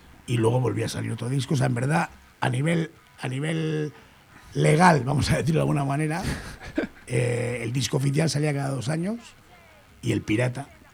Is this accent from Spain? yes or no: yes; Bilbao, Basque Country, Spain; nosotros somos de Bilbo y pues, los que tienen nuestra edad siendo de Bilbo han tenido que currárselo mucho.